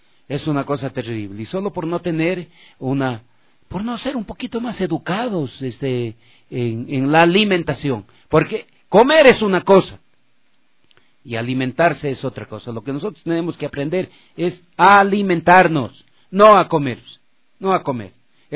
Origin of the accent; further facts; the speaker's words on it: Ecuador; Así somos los ecuatorianos.